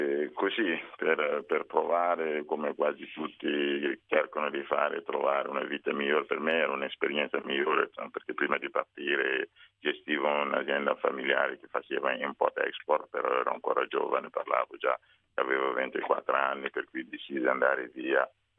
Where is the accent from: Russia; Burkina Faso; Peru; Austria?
Burkina Faso; ho portato un piatto tipico in Burkina Faso, che è il paese d'origine, il mio paese d'origine.